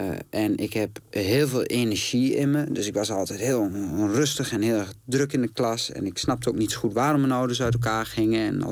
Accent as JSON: {"language": "Dutch", "town": "Glanerbrug", "region": "Overijssel", "country": "Netherlands", "tie": "born or raised there", "said": "Ik kom uit Glanenbrug. Dat is echt een dorp naast Enschede. Ja, waar je veel meer op straat bent."}